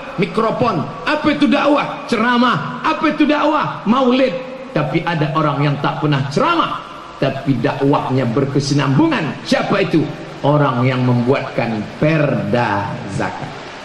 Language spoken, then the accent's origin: Indonesian; Riau, Indonesia; Dengan PD-nya saya katakan, saya dari Provinsi Riau.